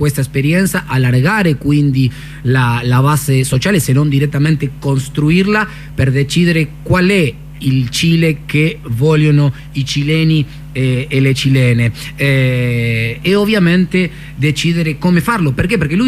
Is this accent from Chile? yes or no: no; Argentina; now in Italy; siendo argentino